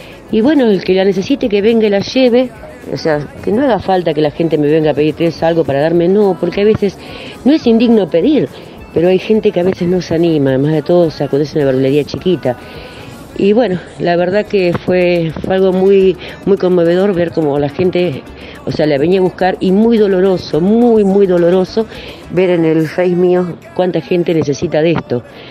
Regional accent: Berazategui, Buenos Aires Province, Argentina; Yo tengo una pequeña verdulería, soy de Brazategui

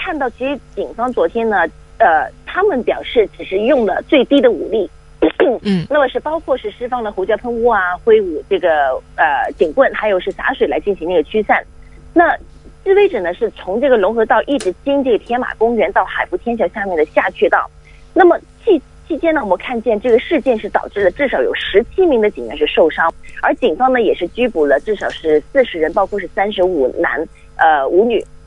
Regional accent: Hong Kong; 我们香港人说4点钟记者会

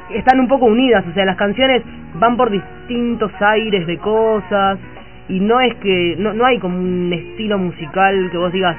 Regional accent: Montevideo, Uruguay; Soy de acá, de Montevideo.

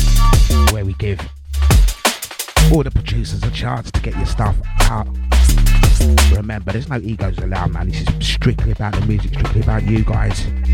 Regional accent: England, United Kingdom; That's how we're British. That's how we get along, mate.

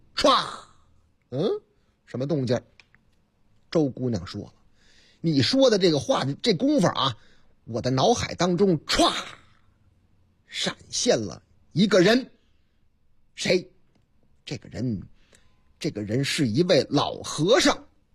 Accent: Hunan, China; 在我的老家湖南

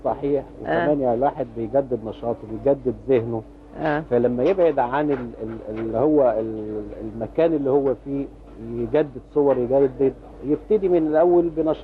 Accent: Egypt; ما هي في ايدين الاجانب، والاجانب جم عندنا في مصر

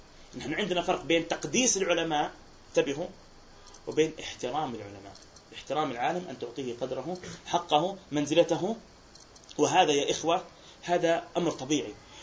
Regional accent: Palestine; يعني إحنا عندنا في فلسطين نعاني

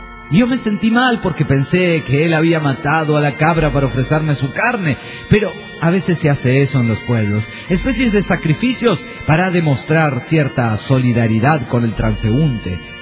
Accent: Villahermosa, Tabasco, Mexico; de Villahermosa, Tabasco, México.

